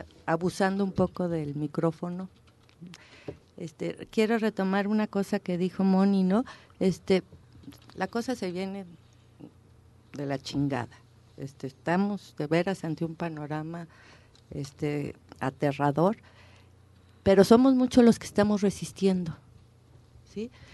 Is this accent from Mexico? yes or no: yes; Mexico; porque como mexicanos no nos estamos dejando